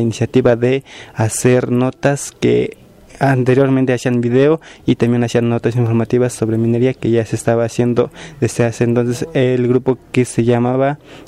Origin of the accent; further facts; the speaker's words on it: San Miguel Tzinacapan, Puebla, Mexico; soy de San Miguel Sinacapan